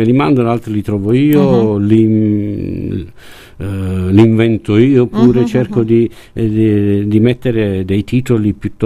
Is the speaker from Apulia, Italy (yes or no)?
yes; Bari, Apulia, Italy; moved away as an adult; perché io sono di Bari, ma così per gioco